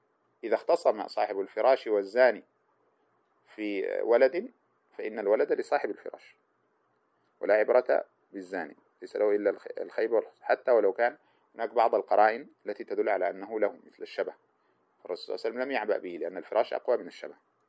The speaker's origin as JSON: {"language": "Arabic", "country": "Sudan", "said": "والذي يقال له عندنا في السودان خطأ"}